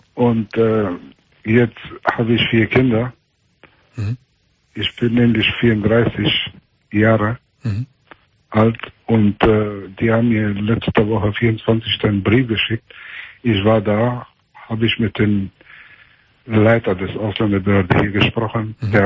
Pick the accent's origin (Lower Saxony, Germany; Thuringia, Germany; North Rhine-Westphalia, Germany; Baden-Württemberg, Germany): North Rhine-Westphalia, Germany; Meschede; hier, wo ich herkomme, in Meschede ist das, ein Teil von Meschede ist eine Ecke hier